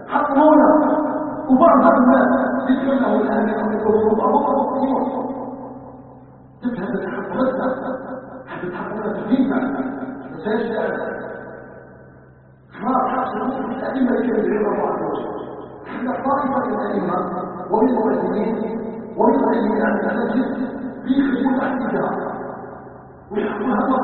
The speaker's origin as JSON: {"language": "Arabic", "country": "Algeria", "said": "ونحن ابناء الجزائر وابناء الجزائر راضيين عن الحقائق"}